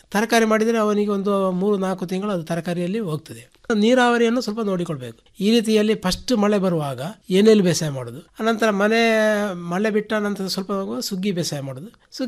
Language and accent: Kannada; Puttur, Karnataka, India; ಬೇಕಾದಲ್ಲಿ ಯಾರಾದರೂ ಹತ್ತಿರ ಇದ್ದರೆ ನಮ್ಮ ಊರ ಪುತ್ತೂರು ತಾಲೂಕಿನ ಆಸ್ಪಾಸಿನಲ್ಲಿ ಎಲ್ಲಿ ಇದ್ದರೂ ನಾವೇ ಮಾಡಿಕೊಡುವಂಥ ವ್ಯವಸ್ಥೆಯನ್ನು ಖಂಡಿತ ಮಾಡ್ತೇವೆ